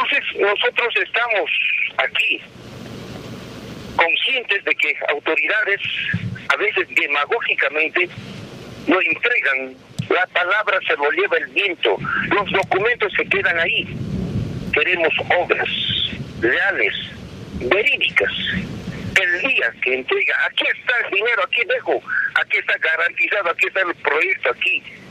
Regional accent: Potosí, Bolivia; Nosotros también como dirigentes no nos gustaría confrontarnos, somos potosinos

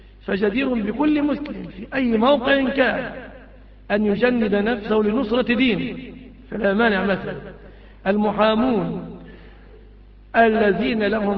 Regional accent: Egypt; يعني عندنا في مصر الجديد يقف بعد 10 سنين مثلا

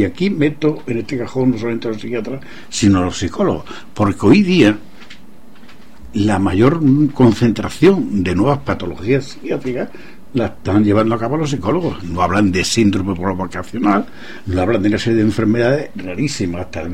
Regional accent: Andalusia, Spain; yo soy andaluz y la palabra que yo dije fue multinacionales

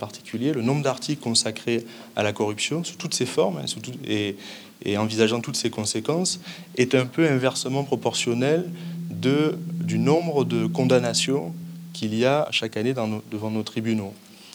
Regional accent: Aix-Marseille, Provence-Alpes-Côte d'Azur, France; Alors, moi je viens d'Aix-Marseille, hein. Il y a un prisme un peu local

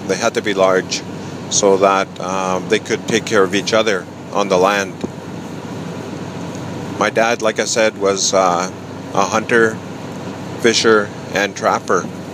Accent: Uranium City, Saskatchewan, Canada; born there; I was born in Uranium City in northern Saskatchewan on September 25th, 1957. This was the height of the uranium boom in northern Saskatchewan.

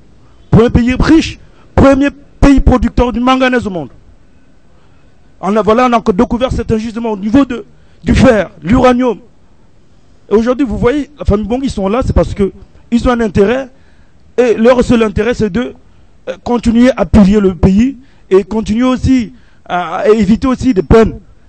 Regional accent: Gabon; now in France; ici en France, ils sont 15 ou 20 au maximum, et que chez nous, au Gabon, on est 100 ou 200 élèves par classe.

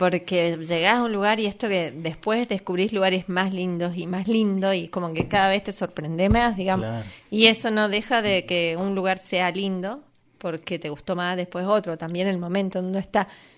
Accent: San Juan, Argentina; Yo soy de San Juan y en San Juan había sí, ríos, había hermosos, pero después fueron desapareciendo a medida que fui creciendo.

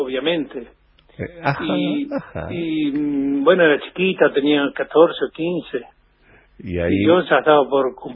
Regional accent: Patagonia, Argentina; mi infancia en la Patagonia fue en pueblos muy pequeños, sí. Muy pequeños, pueblos que tenían desde 500 a 1500. Cuando fui a un lugar grande tenía 4.000, hasta que fui a Comodoro, que tenía ya 70 u 80.000

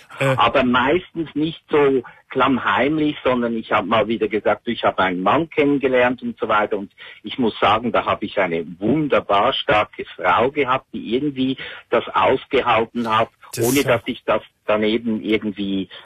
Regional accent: Switzerland; Und wie du hörst, komme ich aus der Schweiz.

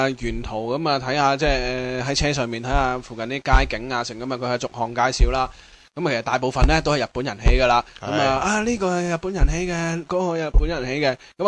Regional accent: Hong Kong; 佢听到我哋系香港嚟嘅

